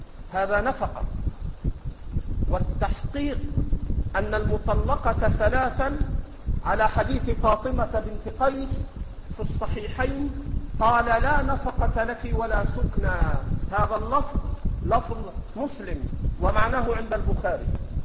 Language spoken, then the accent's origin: Arabic; Egypt; accent: Egyptian; ما تأخذه المرأة في لهجتنا المصرية اللي احنا بنسميها الشبكة